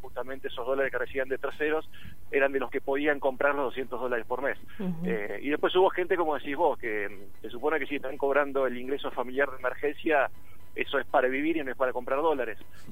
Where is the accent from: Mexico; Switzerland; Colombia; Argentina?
Argentina; Olavarría, Buenos Aires Province; Sí, soy de Olavarría yo.